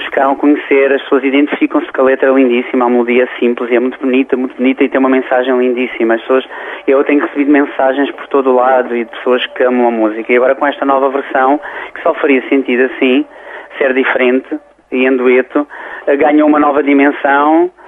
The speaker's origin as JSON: {"language": "Portuguese", "town": "Loulé", "region": "Faro", "country": "Portugal", "said": "como eu sou de Loulé."}